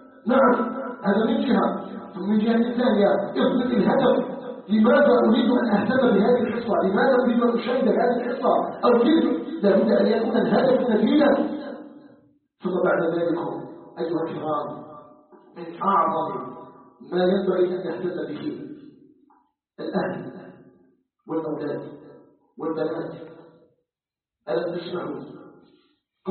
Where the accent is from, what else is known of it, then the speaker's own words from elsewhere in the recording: Algeria; أن يجعل بلدنا الجزائر بلدا آمنا مطمئنا